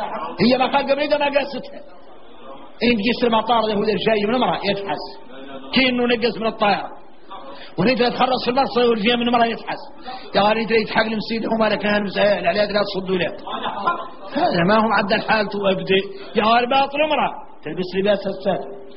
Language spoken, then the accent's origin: Arabic; Mauritania; احنا موريتاني ما عندنا شراء ضمولة